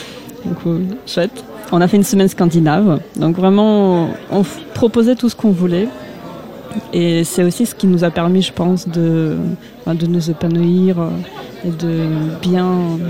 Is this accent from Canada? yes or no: no; Russia; French is a second language; now in France; Je suis russe, étudiante russe ici.